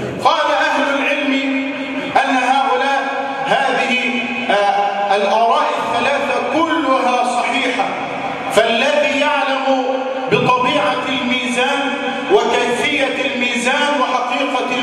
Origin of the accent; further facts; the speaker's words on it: Egypt; اللهم اجعل بلدنا مصر آمنا مطمئنا